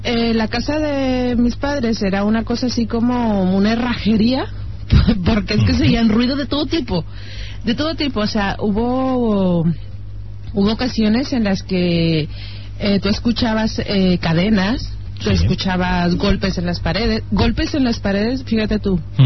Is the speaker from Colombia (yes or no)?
no; Mexico; pues yo soy mexicana